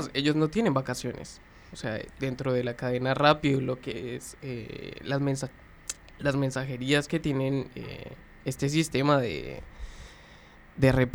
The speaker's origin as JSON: {"language": "Spanish", "country": "Colombia", "moved": "yes", "said": "Puntualizarlo, soy colombiano, soy migrante, ya como de las cuestiones de la vida, nada, te volvés migrante porque salí simplemente de tu país."}